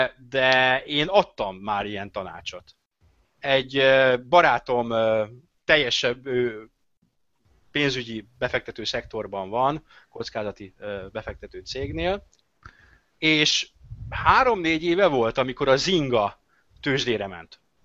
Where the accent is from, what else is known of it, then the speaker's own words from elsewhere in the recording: Hungary; F betű, E betű, magyarok vagyunk, fe.